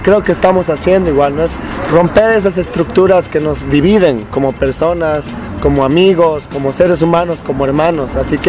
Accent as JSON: {"language": "Spanish", "country": "Bolivia", "said": "nosotros, Bolivia, como bolivianos, hermanos, somos un medio muy pequeño, somos pocos."}